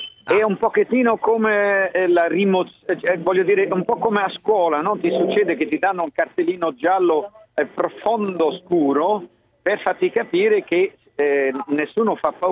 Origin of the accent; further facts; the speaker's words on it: Hamburg, Germany; ma io non sono di Francoforte, io sono di Amburgo.